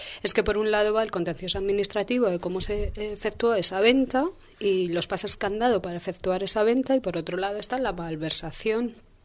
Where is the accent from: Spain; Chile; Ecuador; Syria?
Spain; Madrid, Community of Madrid; como ciudadana madrileña quería saber a quién habían vendido la vivienda de protección oficial que habíamos pagado todos los madrileños